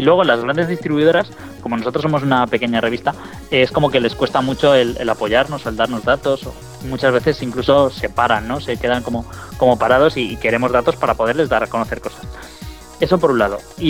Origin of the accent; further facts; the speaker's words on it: Spain; sobre todo nosotros que somos españoles